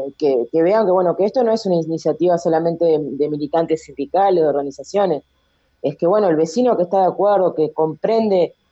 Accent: Uruguay; como todo uruguayo sabemos que en los últimos 2 meses es cuando van a aparecer todas las firmas

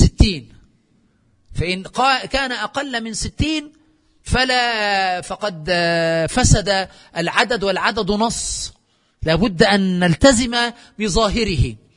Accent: Aswan, Aswan Governorate, Egypt; كما يفعل عندنا في أسوان وفي قرى الصعيد

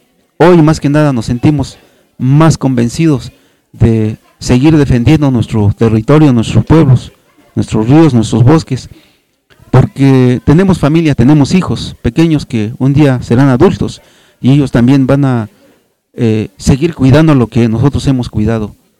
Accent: Xochitlán de Flores Magón, Oaxaca, Mexico; a mi pueblo de los Xochitlán de Flores Magón

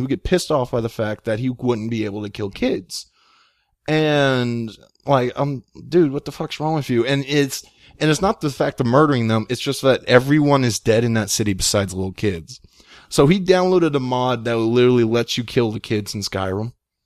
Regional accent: Texas, United States; I'm Texan. Hell yeah.

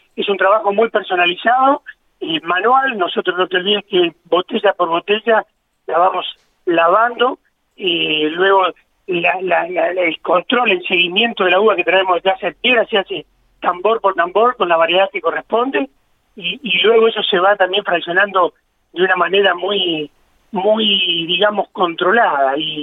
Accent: Mendoza, Argentina; moved away as an adult; now in La Pampa, Argentina; Dos de los socios somos mendocinos y nos vinimos a La Pampa en el año 87, así que somos más pampeanos que mendocino, porque en Mendoza tuvimos 18 años nada más y acá ya llevamos 36 años. O sea que somos pampeanos adoptados

